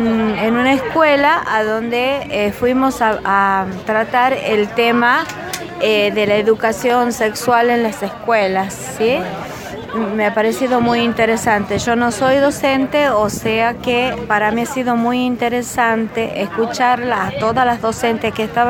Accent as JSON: {"language": "Spanish", "region": "Tucumán", "country": "Argentina", "said": "de Tucumán."}